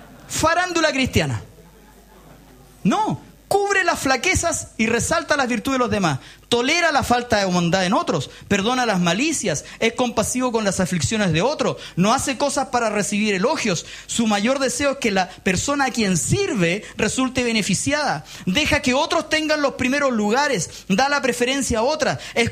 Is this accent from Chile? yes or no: yes; Chile; Somos chilenos, compadre, somos chilenos, chicos, payasos, guatones. No somos europeos, po. No lo somos. Tenemos una mezcla de español y mapuche, nos guste o no nos guste.